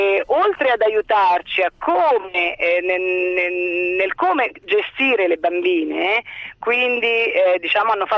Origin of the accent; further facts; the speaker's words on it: Marche, Italy; now in Padua, Italy; io sono marchigiana ma abito a Padova